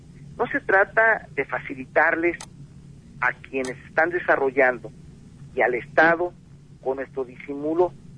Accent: Mexico; que las playas regresen a su posesionario original, que somos los mexicanos

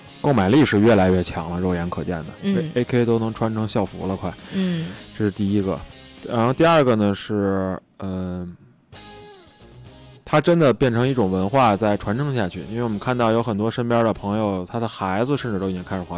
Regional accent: Beijing, China; 但咱们北京人常去的没去过那么大型的

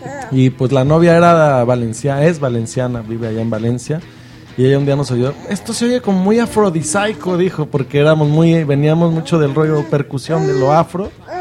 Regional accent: Guadalajara, Jalisco, Mexico; porque Cancún de Guadalajara, que yo soy de ahí de Guadalajara, pues está lejecito, está a sus 1,000, 2,000 kilómetros, ¿no?

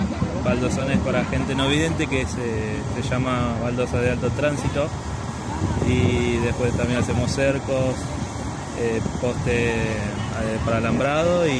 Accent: Florencio Varela, Buenos Aires Province, Argentina; soy de Florencio Varela, queda en zona sur.

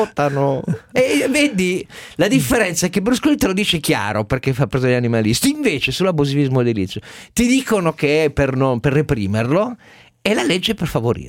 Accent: Turin, Piedmont, Italy; Un motivo di indignazione vera da torinese

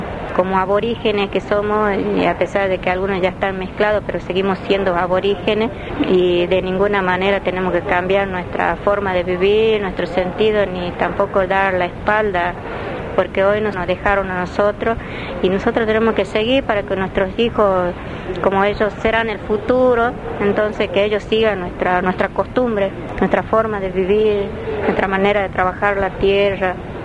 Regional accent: Algarrobal, Salta, Argentina; soy secretaria de Relación Social en la Comisión y delegada titular para la Organización Mesa de Tierra. Mi comunidad se llama Tupí Guaraní, Huapeijén de Algarrobal, que está ubicada a 5 kilómetros de Orán, Río Blanco, Banda Sur.

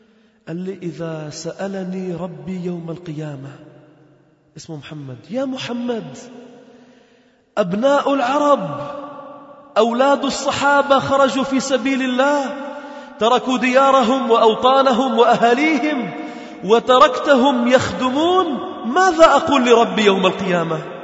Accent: Lebanon; فكنا مجموعة من الشباب نحن من لبنان

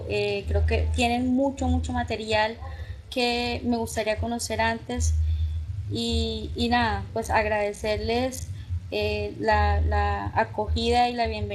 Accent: Valledupar, Cesar, Colombia; soy médico, soy de Valledupar, en Colombia

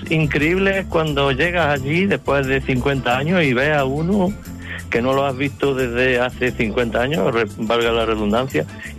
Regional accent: Cañuela, Andalusia, Spain; now in Fene, Spain; Llamo desde Fene, la provincia de La Coruña, aunque yo soy de Jaén.

